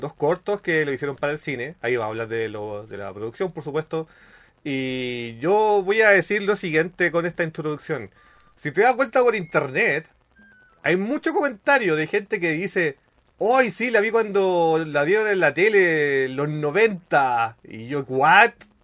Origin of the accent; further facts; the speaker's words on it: Chile; también tenemos como ciertas ventajas acá como chilenos